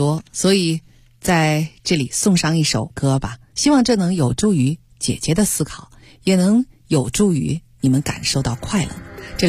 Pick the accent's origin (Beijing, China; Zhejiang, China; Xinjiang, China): Beijing, China; 我想我一个从小在北京出生长大的一个孩子啊，小的时候就是个北京孩子，